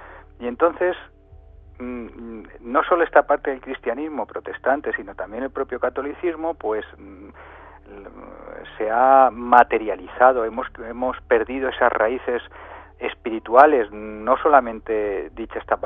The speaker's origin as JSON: {"language": "Spanish", "region": "Castilla-La Mancha", "country": "Spain", "said": "Yo, que soy manchego, tengo un dicho, o en mi tierra hay un dicho"}